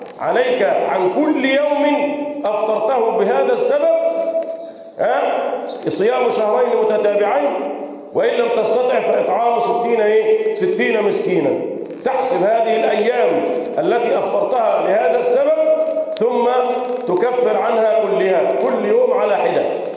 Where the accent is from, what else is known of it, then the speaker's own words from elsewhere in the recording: Egypt; اللهم احفظ بلدنا مصر